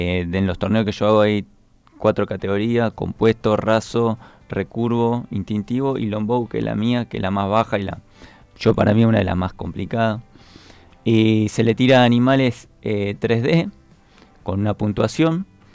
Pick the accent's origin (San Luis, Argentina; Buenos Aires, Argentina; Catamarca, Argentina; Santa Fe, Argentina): Santa Fe, Argentina; Rosario; Somos dos rosarinos